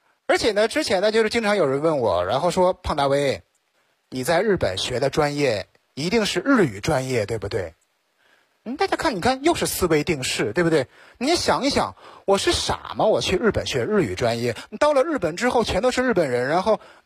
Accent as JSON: {"language": "Chinese", "region": "Northeast China", "country": "China", "also_born_or_lived": "Japan", "said": "所以我觉得这个就是我们东北人愿意吃烧烤的原因。"}